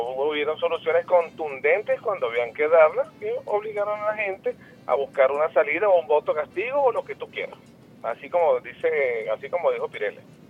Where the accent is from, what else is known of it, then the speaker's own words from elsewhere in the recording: Venezuela; yo como venezolana